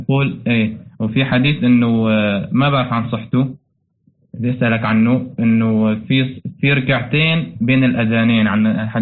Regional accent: Syria; نحن من سوريا، يعني من الشمال المحرر.

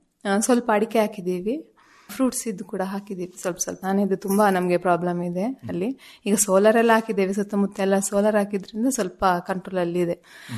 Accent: Mangaluru, Karnataka, India; moved away as an adult; now in Hassan, India; ನಮ್ದು ಹುಟ್ಟೂರು ಮಂಗಳೂರು. ಮಂಗಳೂರಲ್ಲಿ 5 ವರ್ಷ ಇದ್ವಿ ನಾವು ಮದುವೆ ಆದ ನಂತರ. ನಂತರ ಇಲ್ಲಿ ಡಿವೈಡ್ ಆದ್ಮೇಲೆ ನಾವು ಇಲ್ಲಿಗೆ ಬಂದು ಈಗ ಕೃಷಿ ಮಾಡ್ತಿದ್ವಿ.

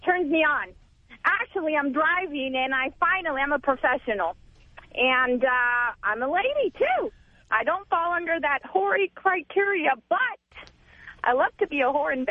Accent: Spain; English is a second language; now in United States; You know, I'm from Spain, so...

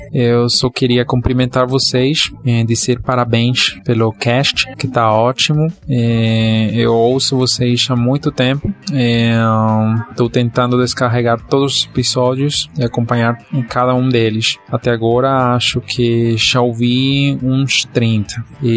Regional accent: Colombia; Portuguese is a second language; Eu sou colombiano, sou professor de línguas estrangeiras aqui no meu país

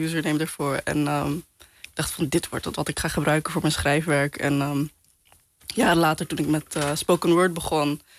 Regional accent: Netherlands; Ik ben Pakistaans, ik ben Surinaams, ik ben moslim. Ik ben in Nederland opgegroeid.

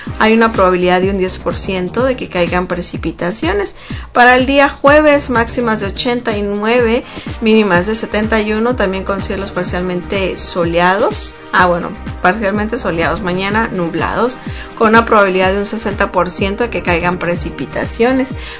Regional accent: Sonora, Mexico; now in United States; Pues yo vengo del estado de Sonora, de México, entonces estoy acostumbrada a demasiado calor

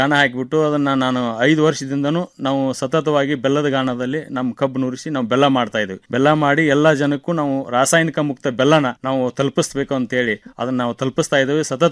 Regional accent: Neelagunda, Karnataka, India; Bagalkot district, ಬಾದಾಮಿ ತಾಲೂಕು, ನೀಲಗುಂದ ನನ್ನ ಹುಟ್ಟೂರು.

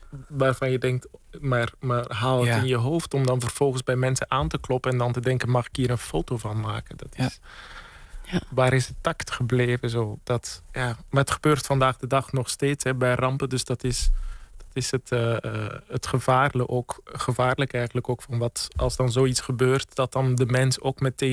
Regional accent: Bellegem, Flanders, Belgium; En ik herken ook heel veel vanuit het West-Vlaamse dorp Bellegem, waar ik ben opgegroeid

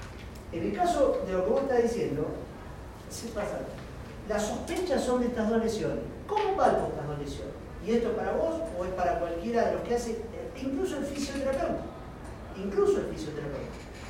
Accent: La Plata, Buenos Aires Province, Argentina; Soy platense, hace 25 años acá.

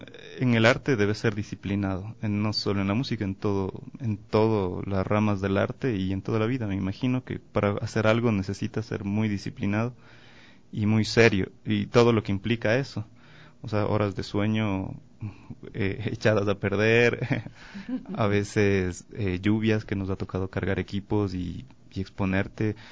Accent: Quito, Pichincha, Ecuador; yo soy de Quito, entonces tengo la estrella Quito muy presente en mí

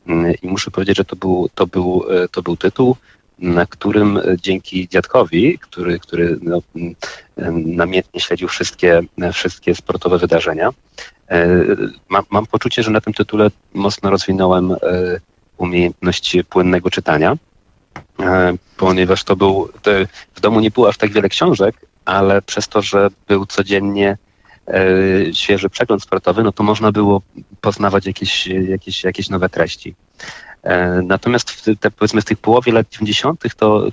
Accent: Silesian Voivodeship, Poland; Pochodzę ze Śląska.

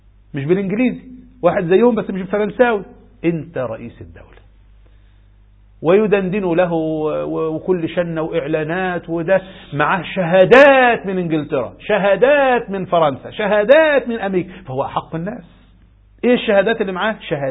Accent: Egypt; على ما نروح بلدنا مصر

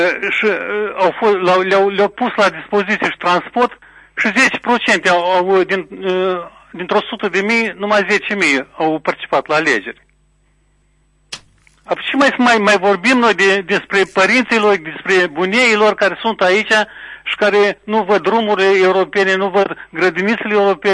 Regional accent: Tușeni, Telenești District, Moldova; Sunt din Tușeni

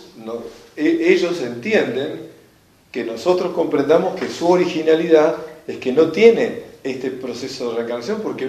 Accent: Argentina; porque somos argentinos los que estuvimos allá en la audiencia

